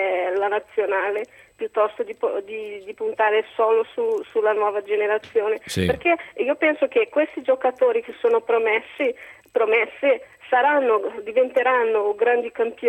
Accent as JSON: {"language": "Italian", "country": "Brazil", "lives_now": "Italy", "said": "Io sono brasiliana, per caso anche italiana, già da tanti anni che abito qua."}